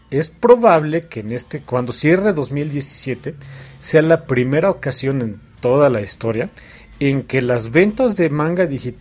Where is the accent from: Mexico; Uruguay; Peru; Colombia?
Mexico; ahorita somos mexicanos aquí, así que aquí no hay bronca de los mexicanos